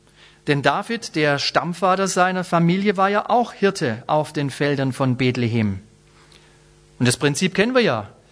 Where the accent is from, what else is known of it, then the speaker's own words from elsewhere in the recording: Baden-Württemberg, Germany; Ich bin Schwabe, will nicht Franke werden. Bin's schon ein bisschen. Mein Vater ist gebürtiger Franke. Brauche ich gar nicht mehr werden, bin ich schon ein bisschen. Bin Schwabe, will nicht Bayer werden.